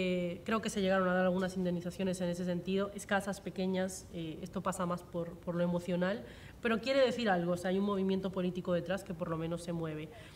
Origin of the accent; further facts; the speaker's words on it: Galicia, Spain; Así que como yo soy de Galicia, que esa es la primera zona, entre las primeras zonas en caer en la zona nacional